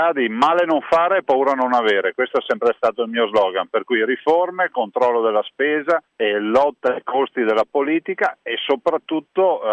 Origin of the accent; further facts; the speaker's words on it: Veneto, Italy; noi come veneti comunque lasciamo a Roma 16 miliardi di tasse dei veneti che restano direttamente a Roma tutti gli anni.